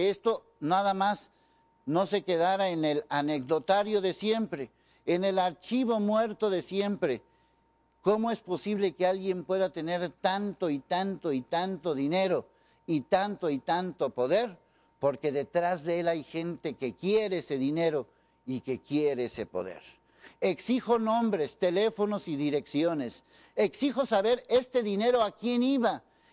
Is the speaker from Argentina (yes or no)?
no; Mexico; y como buenos chinos mexicanos que somos